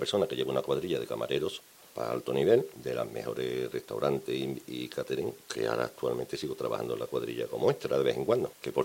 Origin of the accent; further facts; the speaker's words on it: Andalusia, Spain; Dice, ¿tú vienes de Galicia? Digo, no, yo vengo de Andalucía.